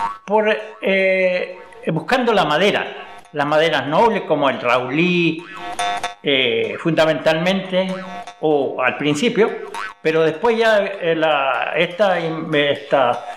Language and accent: Spanish; Lumaco, Araucanía, Chile; born there; Yo estoy en Lumaco porque nací en Lumaco, en las tierras del abuelo por parte de mi mamá.